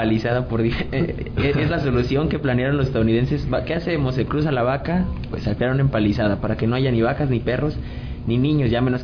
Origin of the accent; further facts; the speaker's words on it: Mexico; De todos nosotros como mexicanos.